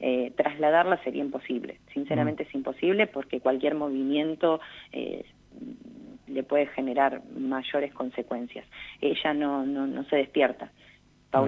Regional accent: Alvear, La Pampa, Argentina; tanto los que somos de acá de Alvear, como creo que toda La Pampa

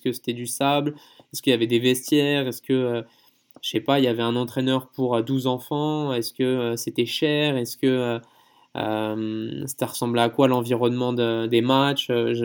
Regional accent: France; moi, j'ai grandi en France, donc.

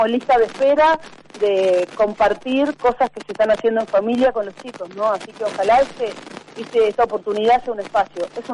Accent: Buenos Aires, Argentina; uno tiene también la tendencia como porteña a tener una mirada como muy centrista de Buenos Aires o conurbano

